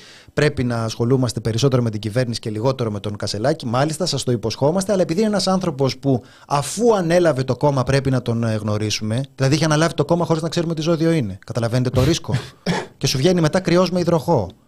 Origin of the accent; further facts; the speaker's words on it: Greece; born there; Είναι σαν την πατρίδα. Γεννήθηκα στην Ελλάδα, γεννήθηκα ηχθής.